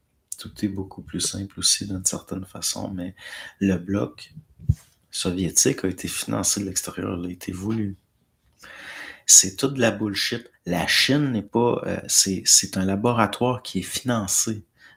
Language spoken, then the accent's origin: French; Normandy, France; En France, je suis de Normandie et il n'a pas encore gelé.